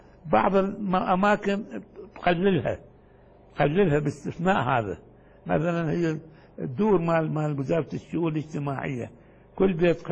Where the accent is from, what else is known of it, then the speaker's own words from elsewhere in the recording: Iraq; لكن جرى الاستعمال عندنا في العراق، ما ادري هنا موجود ام لا